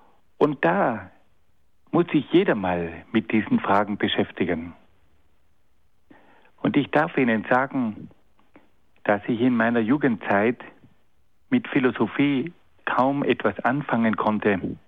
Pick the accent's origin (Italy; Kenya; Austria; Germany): Italy; Trentino-Alto Adige; Als Südtiroler war ich verpflichtet, 15 Monate beim Militär zu dienen.